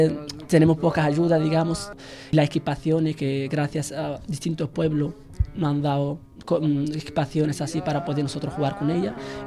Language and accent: Spanish; Tindouf Province, Algeria; now in Spain; Vengo del Ayun.